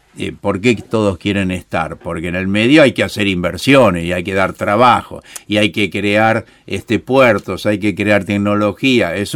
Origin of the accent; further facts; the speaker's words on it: Buenos Aires, Argentina; más allá de que yo soy porteño